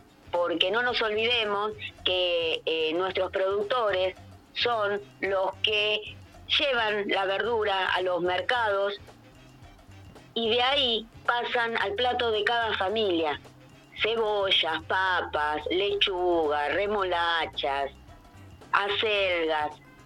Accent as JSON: {"language": "Spanish", "town": "Cosquín", "region": "Córdoba", "country": "Argentina", "said": "porque no solo somos de Cosquín"}